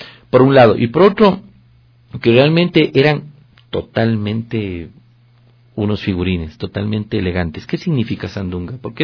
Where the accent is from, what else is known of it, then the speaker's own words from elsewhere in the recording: Ecuador; soy un ecuatoriano de exportación